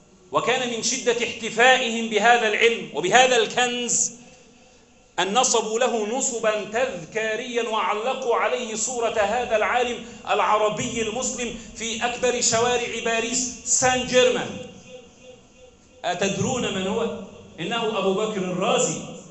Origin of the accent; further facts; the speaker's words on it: Egypt; اللهم احفظ بلدنا مصر وسلمها من كل سوء وشر